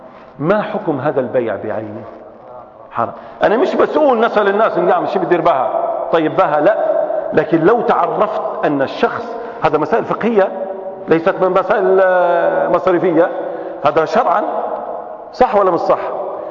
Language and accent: Arabic; Libya; احنا في ليبيين عندنا حاجات اخرى